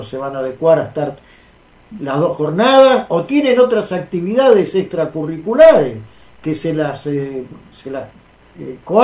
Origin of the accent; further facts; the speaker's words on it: Villa Crespo, Buenos Aires, Argentina; yo soy de Villa Crespo